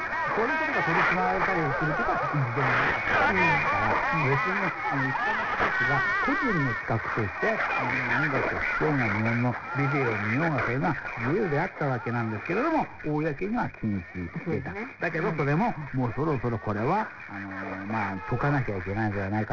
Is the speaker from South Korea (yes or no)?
yes; South Korea; 韓国人としては悔しいですけれども